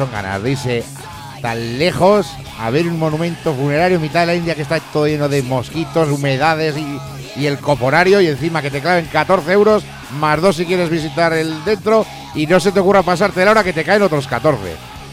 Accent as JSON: {"language": "Spanish", "town": "Zaragoza", "region": "Aragon", "country": "Spain", "said": "Yo, por ejemplo, soy de Zaragoza y no disfruto con el clima."}